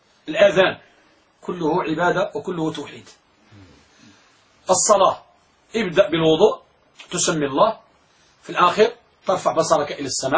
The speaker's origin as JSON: {"language": "Arabic", "country": "Morocco", "said": "وعندنا في المغرب مثل يقول، يقولون الكلام إذا دار بين اثنين شاع، والعلم إذا لم يقيد ضاع."}